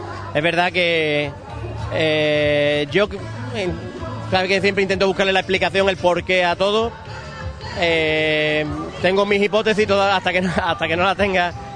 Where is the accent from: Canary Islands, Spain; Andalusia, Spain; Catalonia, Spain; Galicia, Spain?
Andalusia, Spain; Ubrique; yo no me quiero perder nunca la feria de mi pueblo. Yo he estado años fuera, siempre he venido a la feria de Ubrique porque es mi feria